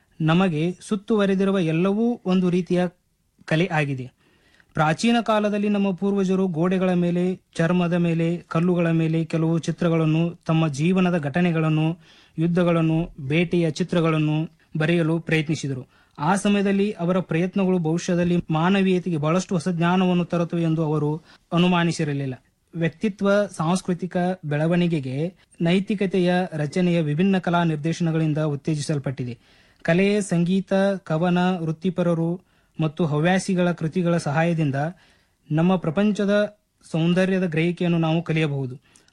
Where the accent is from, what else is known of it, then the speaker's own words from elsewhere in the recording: Gujanatti, Karnataka, India; ನಾನು ಮೂಲತಃ ಬೆಳಗಾವಿ ಜಿಲ್ಲೆ ಮೂಡಲಗಿ ತಾಲೂಕಿನ ಗುಜನಟಿ ಗ್ರಾಮದವನು.